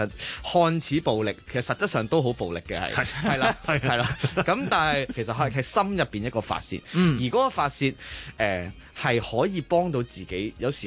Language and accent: Cantonese; Hong Kong; 跟住然后我哋香港人一起好好地努力跨过呢一嚿嘢